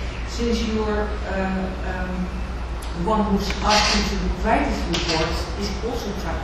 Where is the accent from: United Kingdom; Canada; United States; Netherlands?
Netherlands; I'm from the Netherlands